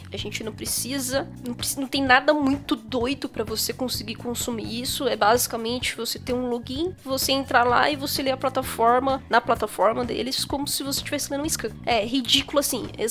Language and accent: Portuguese; Brazil; nós que somos brasileiros, acabamos sofrendo um pouco mais, porque, né, ninguém liga muito pra América Latina.